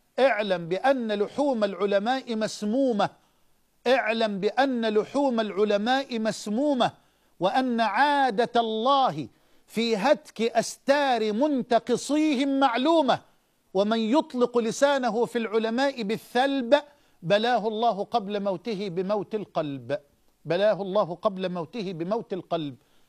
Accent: Egypt; وأسألك أن تحفظ بلادنا مصر من الفتن

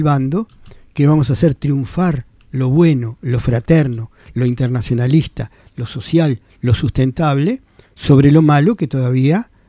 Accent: Montevideo, Uruguay; born there; yo soy más rioplatense, porque nací en Montevideo.

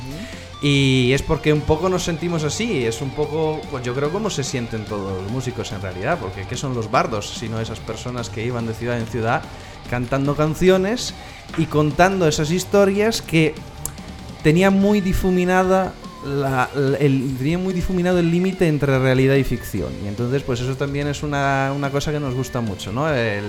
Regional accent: northern Italy, Italy; now in Spain; Mateo y yo somos del norte de Italia. Es verdad que llevamos viviendo aquí en España muchísimo tiempo.

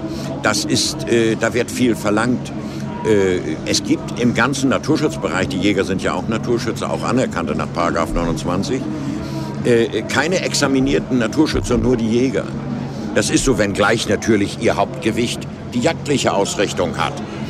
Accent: Germany; Aber wir sind Deutsche und die Germanen haben eine eigenartige Mentalität.

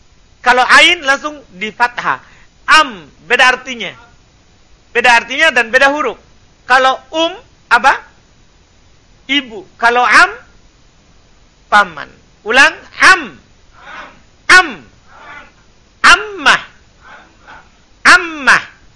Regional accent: Makassar, South Sulawesi, Indonesia; Cuma karena kita orang Makassar, ya kan semuanya nenek.

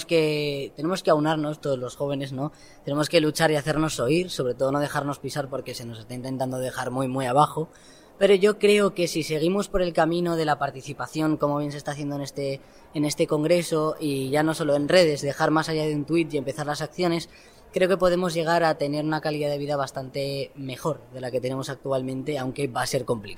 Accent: Castile and León, Spain; vengo de Castilla y León.

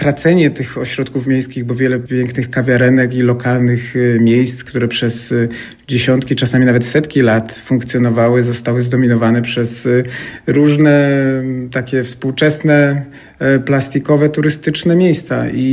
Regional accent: Łódź, Łódź Voivodeship, Poland; Myślę, że to też fakt, że sam pochodzę z Łodzi, bardziej takiej robotniczej tkanki architektonicznej

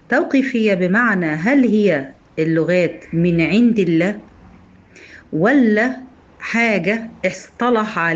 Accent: Egypt; إحنا هنا عندنا في مصر المفروض إن إحنا بنتكلم لغة عربية، لكن طبعا إحنا مش بنتكلم عربي، إحنا بنتكلم لغة عامية.

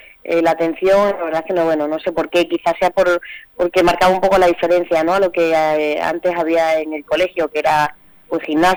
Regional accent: Extremadura, Spain; moved away as an adult; tuve que salir fuera de Extremadura para poder realizarme profesionalmente, estuve 10 años fuera

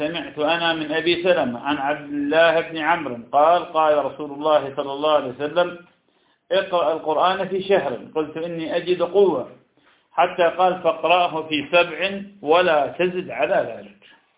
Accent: Iraq; وهذا كان عندنا في العراق كثيرا جدا لكنه زال بالمدينة منذ سنين

